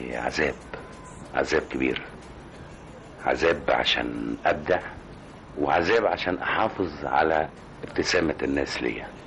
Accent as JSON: {"language": "Arabic", "town": "Aswan", "region": "Aswan Governorate", "country": "Egypt", "tie": "born there", "said": "بتشرف ان انا اتولدت في اسوان، ولو كنت اخترت دولة كنت هختار ان انا اكون من مصر، ولو كنت اخترت مصر كنت هختار الجنوب كميلاد لي"}